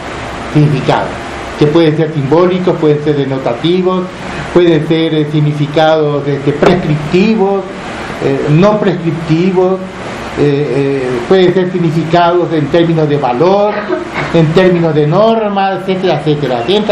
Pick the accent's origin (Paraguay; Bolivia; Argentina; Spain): Paraguay; Paraguarí; born there; el lugar donde yo nací, que ni siquiera es un pueblo, es lo que aquí llamaría, ¿cómo se llama? Una, como la ranchería dispersa